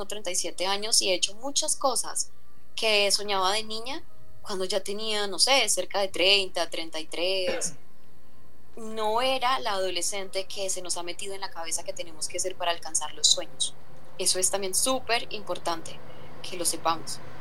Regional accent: Zaragoza, Antioquia, Colombia; now in Medellín, Colombia; yo nací aquí en Medellín, hasta los 5 años viví aquí, luego me fui a un pueblo de Antioquia que es más hacia el norte, al nordeste, más hacia la parte costa, que se llama Zaragoza, y allá viví hasta los 19 años, y luego ya regresé a Medellín.

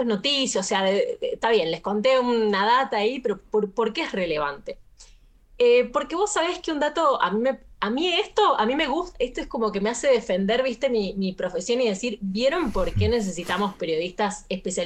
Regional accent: San Juan, Argentina; Yo soy sanjuanina

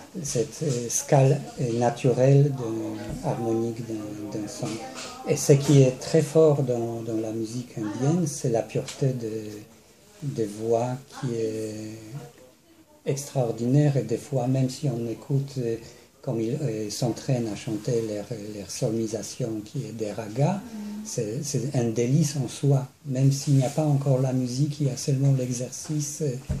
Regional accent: Poland; Je suis polonais, donc il y a des gens qui se débrouillent avec l'alcool là-bas.

